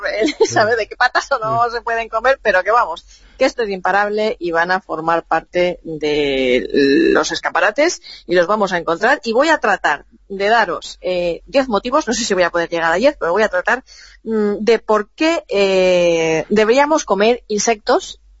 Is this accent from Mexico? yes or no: no; Levante, Spain; en mi pueblo, en mi zona, en los pueblos del interior, por esta zona de Levante y del sur mediterráneo